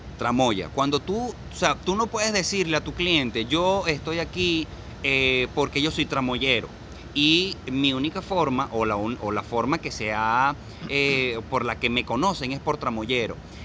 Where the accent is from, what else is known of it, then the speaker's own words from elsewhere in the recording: Venezuela; vamos a ser realmente los venezolanos arrechos que somos